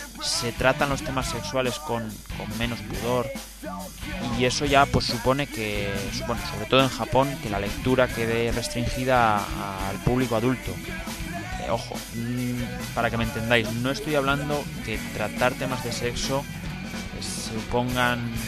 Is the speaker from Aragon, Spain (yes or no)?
yes; Aragon, Spain; aunque no es mi lengua materna ni tengo familia allí. Pues bueno, la cercanía hace que en Aragón se coja la cadena TV3 y muchos aprendamos catalán con los dibujos animados en esa época.